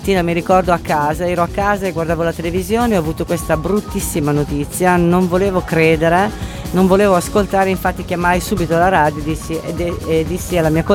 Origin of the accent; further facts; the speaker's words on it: Bedizzole, Lombardy, Italy; Vengo da Bedizzale